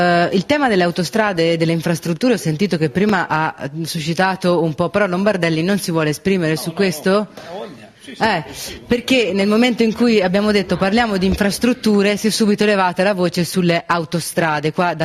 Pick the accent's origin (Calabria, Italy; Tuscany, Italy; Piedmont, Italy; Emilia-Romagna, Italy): Tuscany, Italy; Grosseto; Tra l'altro io d'origine sono di Grosseto, quindi insomma mi fa piacere insomma essere qua oggi.